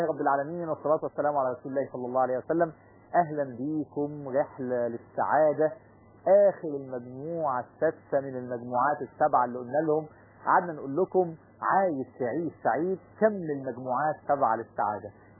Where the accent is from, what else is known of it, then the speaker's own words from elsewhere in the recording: Egypt; عندنا في مصر الكلمه دي مشهوره